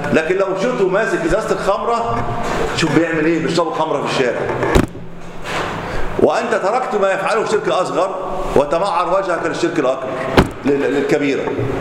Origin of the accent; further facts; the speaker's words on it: Egypt; وهذه الطامة الكبرى التي نقع فيها ليلا نهار وذات عندنا في مصر